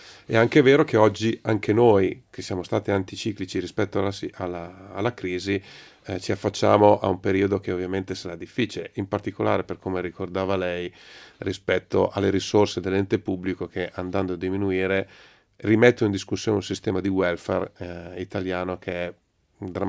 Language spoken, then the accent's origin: Italian; Milan, Lombardy, Italy; Io abito, sono di Milano, sono del Giambellino.